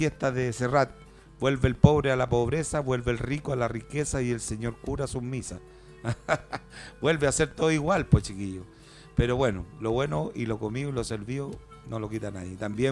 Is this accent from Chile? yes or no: yes; Chile; Eso es muy importante como chileno.